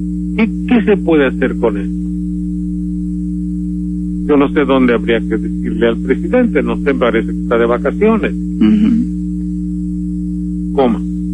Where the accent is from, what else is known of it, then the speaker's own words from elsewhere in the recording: Mexico; a nosotros nos lastima y nos hiere como mexicanos